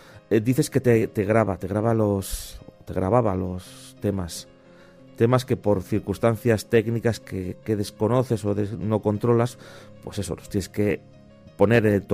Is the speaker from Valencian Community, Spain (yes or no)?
no; San Sebastián, Basque Country, Spain; born there; yo nací en San Sebastián. Soy del antiguo, de la parte, digamos, de la zona casi ya alejada hacia la Sarte